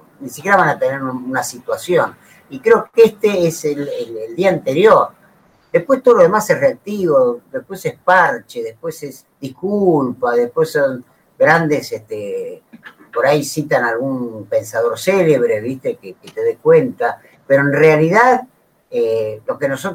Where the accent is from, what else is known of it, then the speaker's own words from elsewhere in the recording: Argentina; nosotros, como somos argentinos y humanos